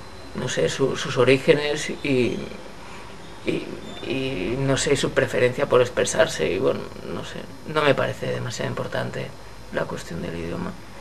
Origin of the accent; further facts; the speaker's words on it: Madrid, Community of Madrid, Spain; first language Spanish; no porque sea madrileño, sino porque es mi lengua materna y en la que estoy más feliz